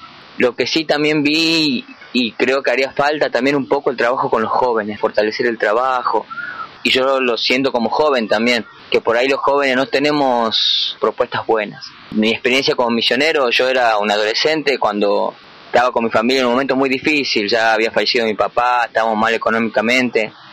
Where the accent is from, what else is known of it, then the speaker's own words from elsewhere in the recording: San Miguel de Tucumán, Tucumán, Argentina; soy de San Miguel de Tucumán, estoy estudiando allá, estoy con mi familia